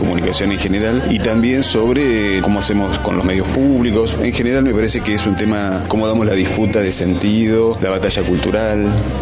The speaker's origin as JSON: {"language": "Spanish", "region": "Santa Fe", "country": "Argentina", "said": "Yo soy de Radio Nacional Santa Fe, o sea, yo soy de Santa Fe"}